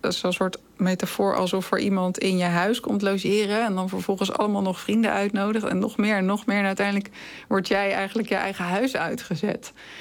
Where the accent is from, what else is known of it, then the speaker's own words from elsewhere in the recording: Netherlands; En ik dan als Nederlandse.